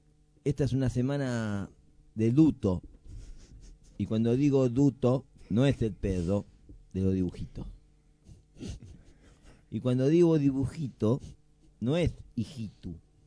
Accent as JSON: {"language": "Spanish", "country": "Argentina", "said": "Y nosotros, como argentinos, decidimos a las mujeres."}